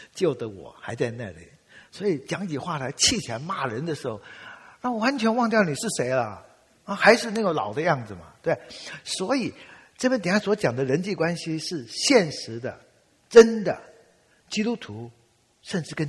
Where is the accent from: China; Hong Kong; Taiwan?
Taiwan; 当然，我们当年小的时候在台湾是很悲壮的，尤其在搞文革的时候。